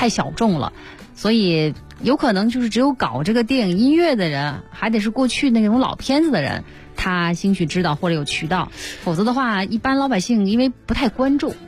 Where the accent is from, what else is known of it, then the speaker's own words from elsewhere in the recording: Beijing, China; 这个可以解决咱们北京人出游的问题，是吧？